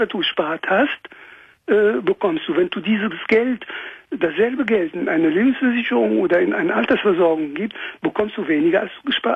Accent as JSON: {"language": "German", "country": "France", "second_language": "German", "moved": "yes", "lives_now": "Germany", "said": "ich komme aus Frankreich, ne?"}